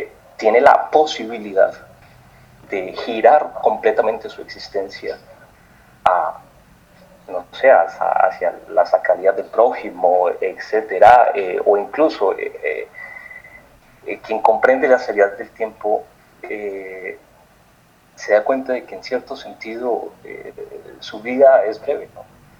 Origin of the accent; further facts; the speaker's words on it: Colombia; Yo soy colombiano, sí, y en Colombia nos rasgamos las vestiduras por los asesinatos